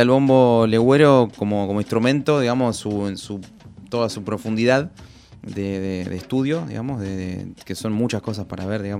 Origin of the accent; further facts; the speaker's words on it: La Plata, Buenos Aires Province, Argentina; Bueno, bueno, yo soy de La Plata.